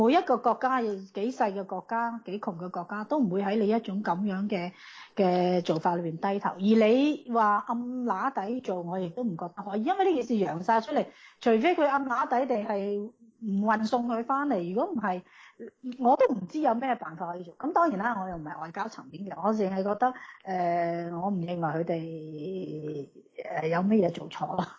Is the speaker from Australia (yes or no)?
yes; Australia; 我哋澳洲人